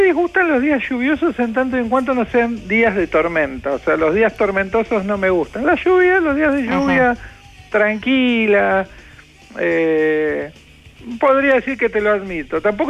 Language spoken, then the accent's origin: Spanish; Villa Lugano, Buenos Aires, Argentina; hoy toca mi pago grande, porque es mi terruño en esas tierras donde me crié, que es el barrio de Villa Lugano. En realidad, yo soy dentro de Villa Lugano.